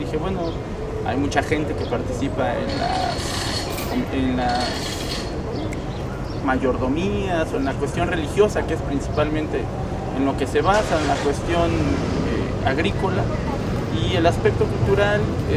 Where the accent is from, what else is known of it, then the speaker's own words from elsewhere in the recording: San Francisco Tecoxpan, Mexico City, Mexico; Soy de San Francisco Tecoxpan, delegación Milpalta.